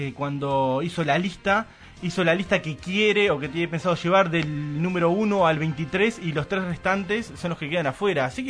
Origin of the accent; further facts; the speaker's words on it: Uruguay; para los que están escuchando de afuera, somos uruguayos y somos así de terrajas.